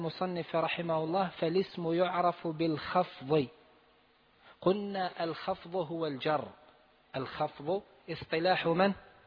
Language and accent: Arabic; Algeria; نحن عندنا في الجزائر يقال حرف جر ويقال اسم مجرور